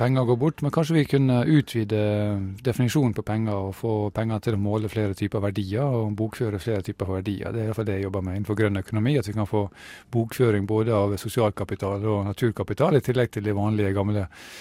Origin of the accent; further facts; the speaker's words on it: Møre og Romsdal, Norway; Jeg er sunnmøring, vet du, og glad i penger